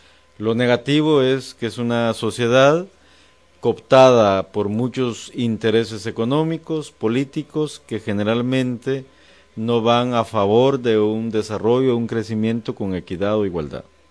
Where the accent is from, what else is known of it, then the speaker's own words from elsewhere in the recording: Guatemala; yo soy como muchos guatemaltecos y guatemaltecas